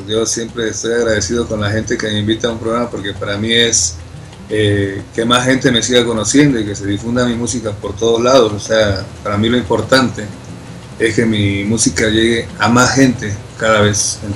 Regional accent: Veracruz, Mexico; also born or lived in Tlacotalpan; Nací en Tlacotalpan, Veracruz, pero siempre radiqué en Veracruz, en el puerto.

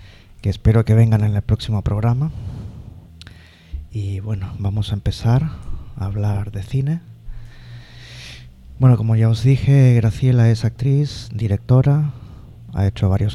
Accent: Asturias, Spain; No es porque sea mi pueblo, pero bueno.

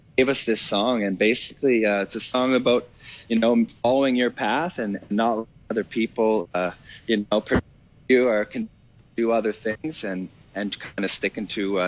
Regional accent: Nova Scotia, Canada; we grew up on Cape Breton Island, which was the home of the plant.

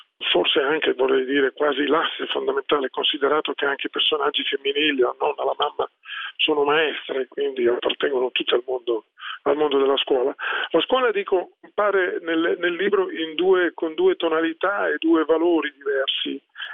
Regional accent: Milan, Lombardy, Italy; sono milanese, sono sempre vissuto da allora a Milano, tranne gli anni dell'università che ho fatto a Pavia

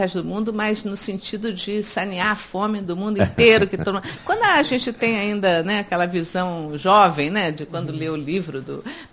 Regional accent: Brazil; Agora, eu acho que nós, como brasileiros, e particularmente como espíritas, sabemos que ninguém nasce num lugar por acaso.

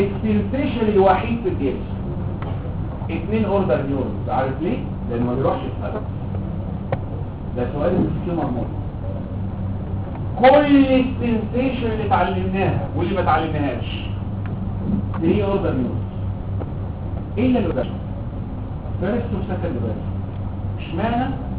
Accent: Egypt; واول ما فتحوا الارسال عندنا في مصر

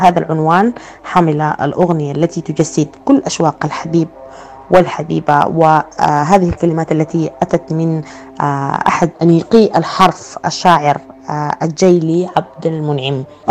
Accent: Sudan; من السودان، وجميل الأغنيات مهداة لكم

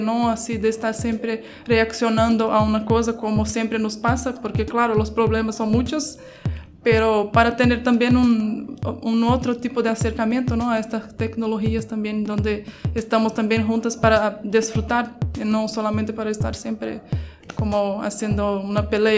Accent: Brazil; soy de Brasil.

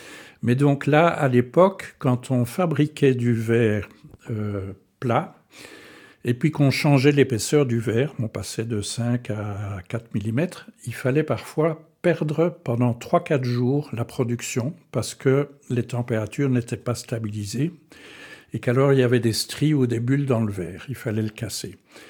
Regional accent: Antwerp, Flanders, Belgium; also born or lived in Stanford, United States; Donc, je suis né à Anvers de famille francophone, donc... certains Flamands me traiteraient de Frans Kilun. J'ai fait mes études en flamand à Anvers

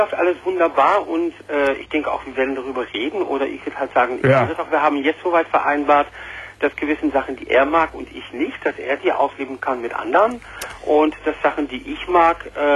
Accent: Netherlands; Nein, ich bin Niederländer.

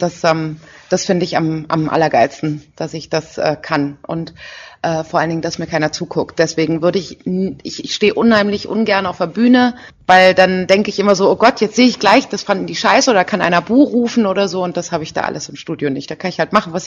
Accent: Berlin, Germany; Ich komme ja aus Berlin eigentlich.

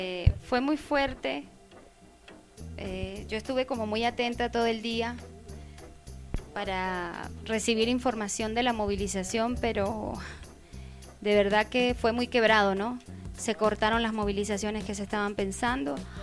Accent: Guanare, Portuguesa, Venezuela; no tenemos cómo comunicarnos con Guanare, que es mi pueblo.

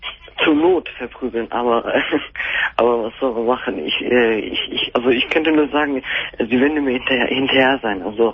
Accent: Dinslaken, North Rhine-Westphalia, Germany; Ich komme aus Dinslaken.

